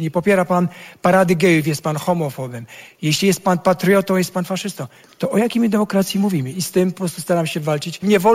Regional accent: Sweden; now in Poland; Szwecja się bardzo zmieniła. Ja pamiętam Szwecję zupełnie inną.

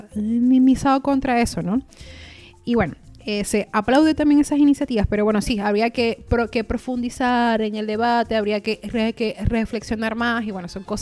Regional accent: Venezuela; no es ni decir que soy venezolana ni nada, sino migrante, fin.

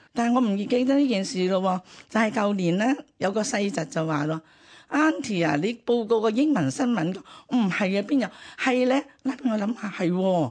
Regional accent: China; 咁我都係中國人啦，

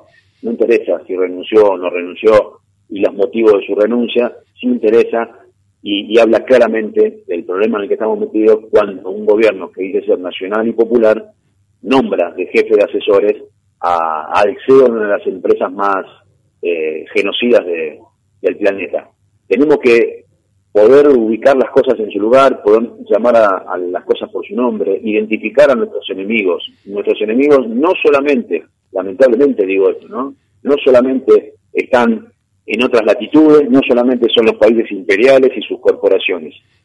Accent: Argentina; para entonces nosotros como argentinos y argentinas, entre comillas, muy entre comillas, de manera soberana, decidir qué hacer con el litio.

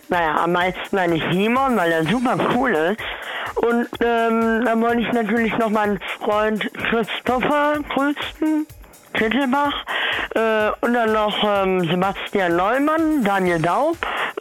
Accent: Kreuztal, North Rhine-Westphalia, Germany; ich komme aus Kreuztal-Krombach. Ne? Da, wo das Krombacher Bier herkommt.

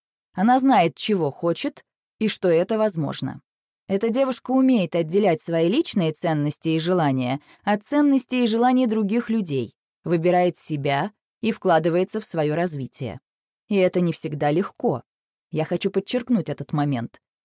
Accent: Moscow, Russia; born there; Я родилась в Москве в семье предпринимателей.

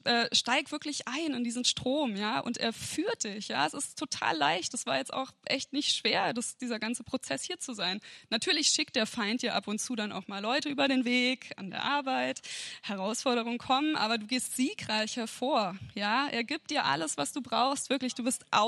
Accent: Kassel, Hesse, Germany; moved away as an adult; ich komme ja eigentlich aus Kassel und bin so vor einem guten Jahr hierher gezogen.

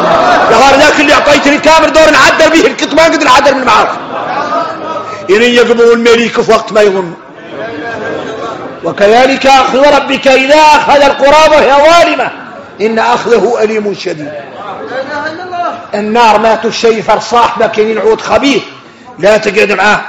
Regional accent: Mauritania; نحن موريتاني.

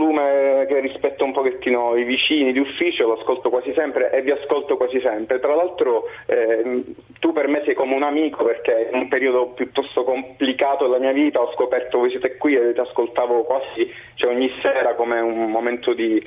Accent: Palermo, Sicily, Italy; also born or lived in Brescia; sono palermitano di nascita, tranne qualche viaggetto, qualche periodo fuori, tra cui anche dalle tue parti, dove a Brescia c'è un pezzo di cuore, e quindi perché ho vissuto un po' di anni lì, diciamo, poi sono palermitano.

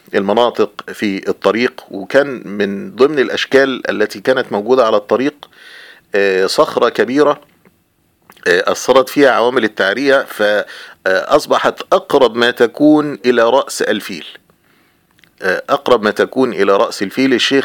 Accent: Egypt; والطريق أيضا ليس مستقيما وممهدا كحال الطرق عندنا في مصر

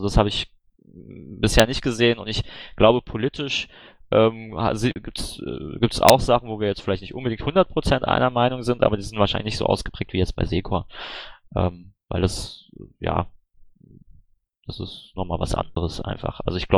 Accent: Baden-Württemberg, Germany; Na gut, ich bin aus Baden-Württemberg.

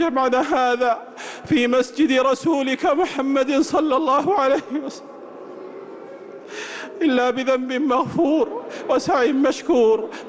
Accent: Saudi Arabia; اللهم أدم على بلادنا المملكة العربية السعودية

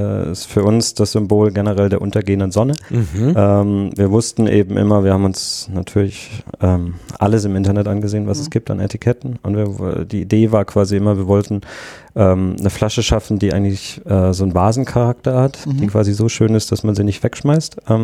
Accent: Southwest Germany, Germany; ich komme ursprünglich aus Südwestdeutschland

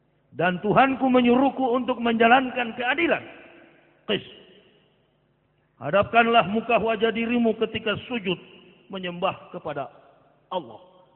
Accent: Manado, North Sulawesi, Indonesia; Saya orang Manado asli. Asli kapir, begitu.

